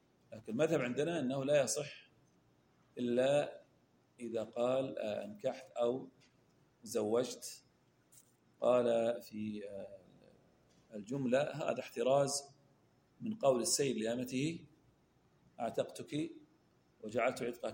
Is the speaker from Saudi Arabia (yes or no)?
yes; Al-Ahsa, Eastern Province, Saudi Arabia; عندنا في الأحساء